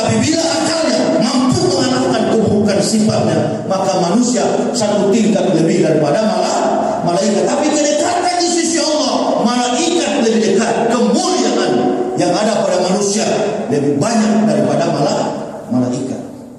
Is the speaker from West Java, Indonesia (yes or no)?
no; Manado, North Sulawesi, Indonesia; saya kan orang Manado.